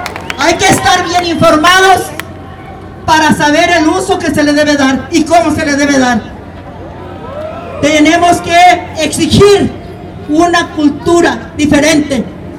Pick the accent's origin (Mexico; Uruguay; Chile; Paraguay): Mexico; Michoacán; Soy de Michoacán